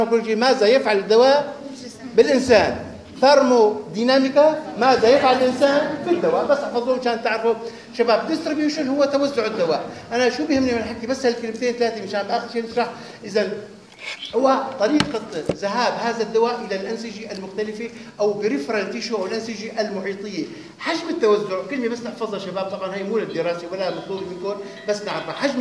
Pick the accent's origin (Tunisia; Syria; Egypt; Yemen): Syria; Homs Governorate; خاصة عندنا بسوريا هون بحمص مثلا بيتعرض للتسمم